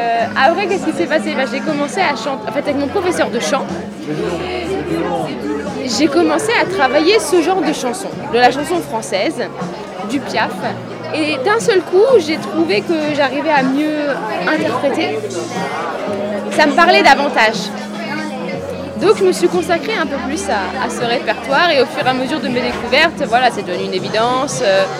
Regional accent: Rouen, Normandy, France; Rouen, Normandie.

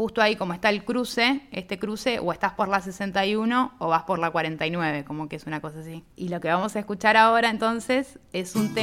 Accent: Argentina; No, le digo, soy de Argentina

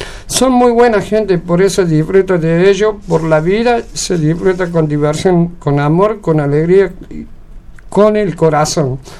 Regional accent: Buenos Aires, Argentina; no somos de acá, venimos de Buenos Aires, acá.

